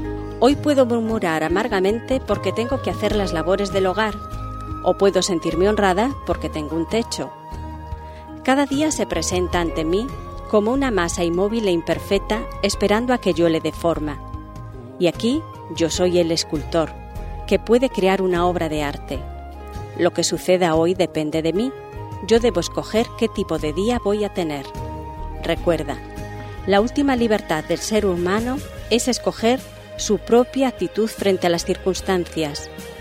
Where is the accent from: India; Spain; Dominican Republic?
Spain; Ferrol, Galicia; Yo me acuerdo cuando era niña y en Ferrol